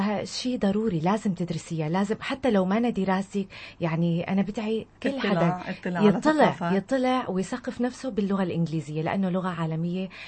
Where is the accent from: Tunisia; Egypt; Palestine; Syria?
Syria; Safita, Tartus Governorate; اليوم بالذات كنت يكون بصافيتها ورح ارجع اطلع استمتع بضيعتي الحلوه، صافيتها الجمال، صافيتها الخير و حلوة الأجواء الربيعية.